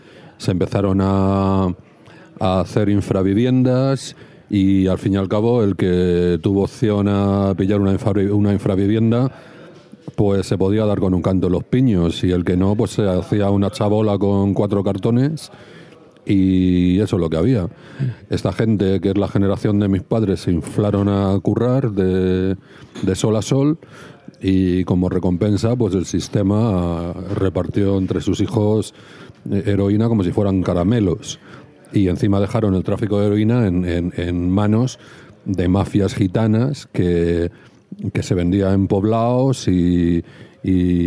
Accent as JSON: {"language": "Spanish", "town": "Madrid", "region": "Community of Madrid", "country": "Spain", "said": "yo la sitúo ahí porque yo soy de Canillejas"}